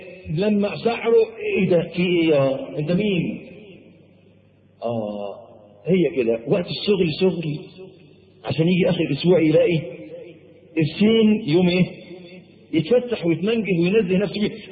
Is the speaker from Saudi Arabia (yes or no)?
no; Egypt; عندنا في مصر